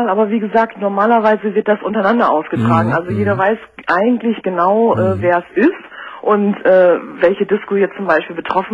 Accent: Bremen, Germany; also ich komme aus Norddeutschland, genauer aus Bremen.

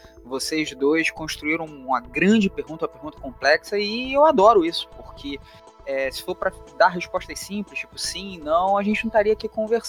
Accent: Rio de Janeiro, Brazil; accent: carioca; eu leciono na rede estadual aqui no Rio de Janeiro. Meu sotaque não permite negar esse chiado, essa coisa

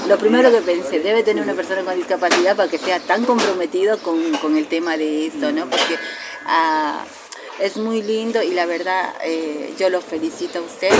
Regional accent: Bolivia; recién en mi país, con el gobierno de Evo, de hace 14 años, hay que reconocerlo

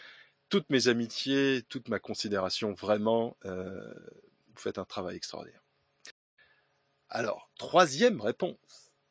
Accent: Grand Est, France; accent: Alsatian or Germanic; excusez-moi pour mon terrible accent alsacien ou germanique, je m'en excuse.

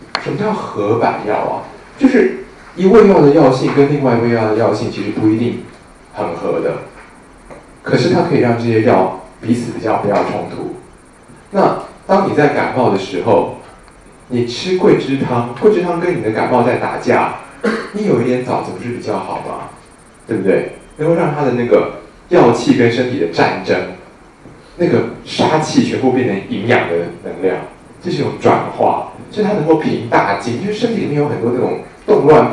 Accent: China; 那我们中国人知道，有刺的植物都是有一种锋锐之气的哦

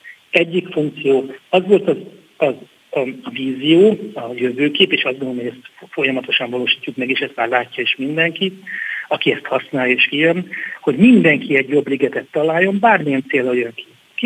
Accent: Budapest, Hungary; én itt nőttem fel a idevezető utcában, ide jártam az Istvánba, itt vagyok több mint 15 éve a tétműben, tehát meg az életem fizikailag is nagyon erősen kötődik a ligetet környékéhez

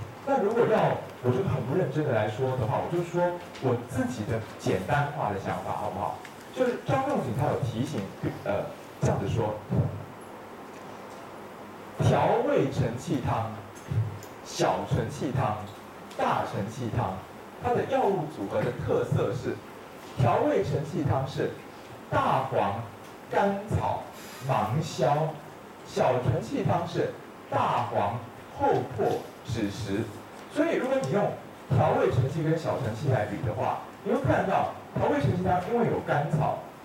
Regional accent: Taiwan

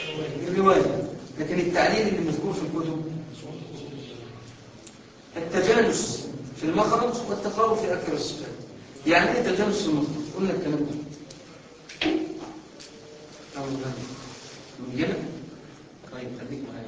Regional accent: Aswan, Aswan Governorate, Egypt; معلش معلش انا من اسوان خلي بالك

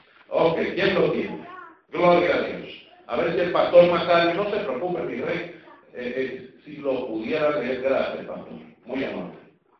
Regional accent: Puerto Rico; Bueno, todavía hablo un poco chino. Imagínate tú, soy puertorriqueño.

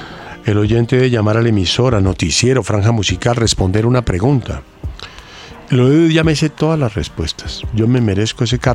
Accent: Remedios, Antioquia, Colombia; Pequeño con aeropuertos y vuelos diarios, Remedios Antioquia, mire, de donde soy oriundo.

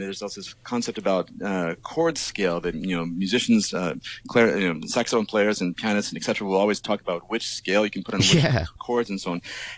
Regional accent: Arizona, United States; moved away as an adult; now in New York, United States; Yeah, I'm from Arizona originally in the States. I've basically been moving east constantly. So I grew up in Arizona. I went to school in Arizona, then moved to New York to do a master's degree at Juilliard.

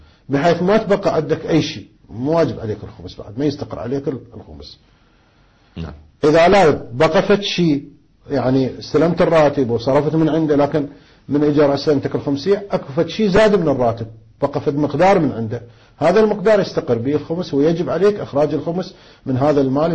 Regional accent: Karbala, Karbala Governorate, Iraq; الآن عندنا في كربلاء مثلا الزوجة ايش قد تحتاج بالشهر الى نفقة

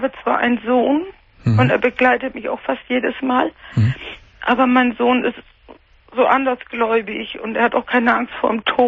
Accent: Cologne, North Rhine-Westphalia, Germany; born there; ich bin Kölnerin von Geburt

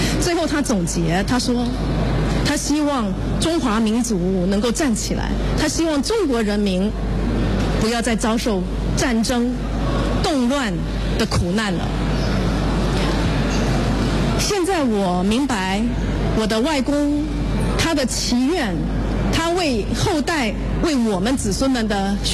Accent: Taiwan; 首先请允许我诚挚地表达对家乡台湾的感恩，因为台湾给了我十分优秀的教育，让我有国际视野。

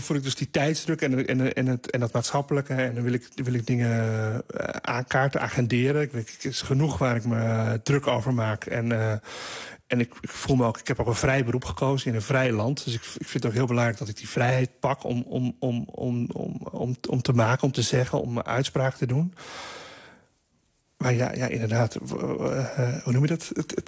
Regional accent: Roelofarendsveen, South Holland, Netherlands; als er ijs lag bij ons in Roelofarendsveen, dan kwamen gewoon alle cliënten kwamen schaatsen

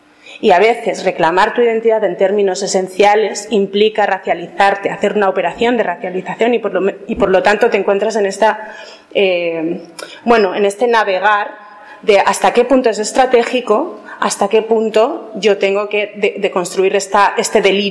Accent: Basque Country, Spain; yo soy vasca y soy de Euskal Herria

